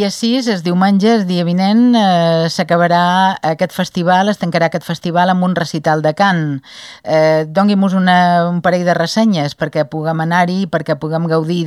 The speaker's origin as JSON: {"language": "Catalan", "town": "Ibiza", "region": "Balearic Islands", "country": "Spain", "tie": "born there", "said": "farà anys que jo vaig néixer dalt vila, a Sa Carrossa."}